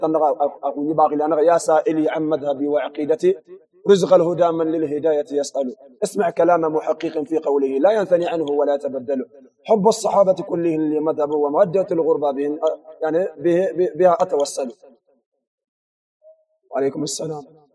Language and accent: Arabic; Mauritania; انا موريتاني